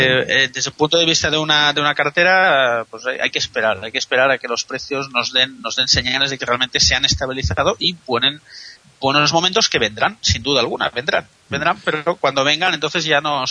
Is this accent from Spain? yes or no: yes; Spain; nos preocupa porque somos españoles y estamos aquí